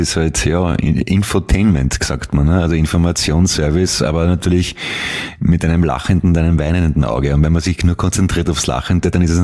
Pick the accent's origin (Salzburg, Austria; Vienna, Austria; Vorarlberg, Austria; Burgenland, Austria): Vienna, Austria; Nein, ist ein Schmäh, ich bin ein Wiener, weißt du? Wiener sind berühmt für den Schmäh